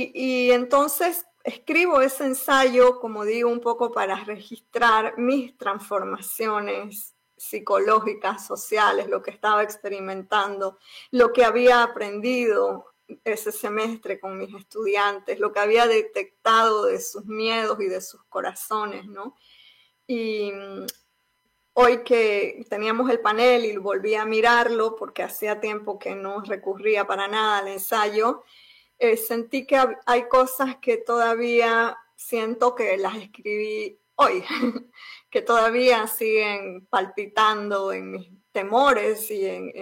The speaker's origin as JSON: {"language": "Spanish", "country": "Bolivia", "moved": "yes", "lives_now": "United States", "said": "No solamente que soy migrante de Bolivia a Estados Unidos"}